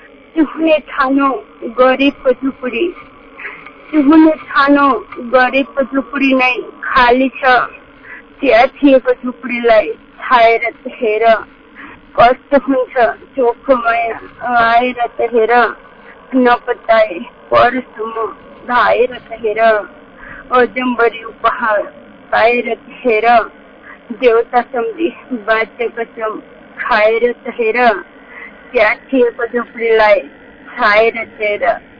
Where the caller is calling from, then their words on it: Hareri Bazaar, Lumbini Province, Nepal; म गुल्मी जिल्लाको हारेरी बजारबाट